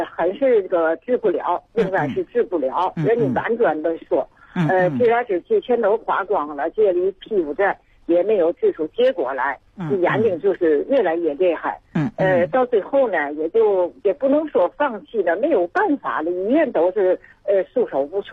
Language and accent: Chinese; Tianjin, China; 我呢是来自天津的一个患者。